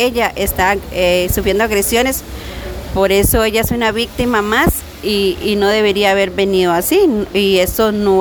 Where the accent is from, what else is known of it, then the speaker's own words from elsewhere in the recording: Pérez Zeledón, San José, Costa Rica; soy de Pérez Zeledón.